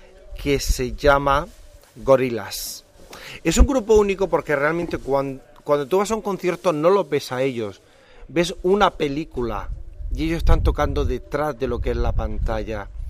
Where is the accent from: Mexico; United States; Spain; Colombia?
Spain; Murcia, Region of Murcia; yo soy de Murcia, estoy contento donde estoy